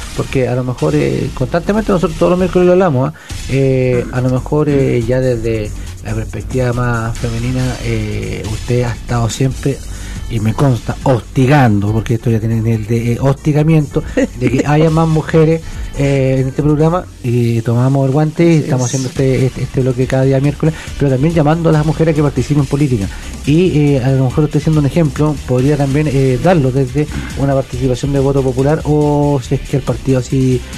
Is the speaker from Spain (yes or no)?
no; Chile; Somos machistas, somos machistas los chilenos